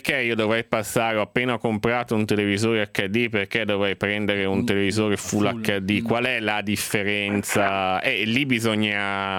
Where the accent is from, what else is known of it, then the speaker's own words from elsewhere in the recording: Genoa, Liguria, Italy; io sarà che sono anche genovese